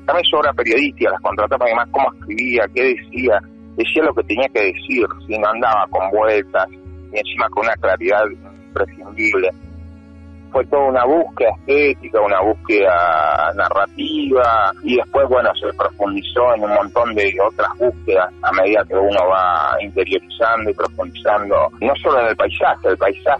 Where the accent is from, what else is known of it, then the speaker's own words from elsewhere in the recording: General Roca, Río Negro, Argentina; soy acá de la Patagonia, de Río Negro, nací en el Valle, en Alto Valle de Río Negro, en Fisque Menuco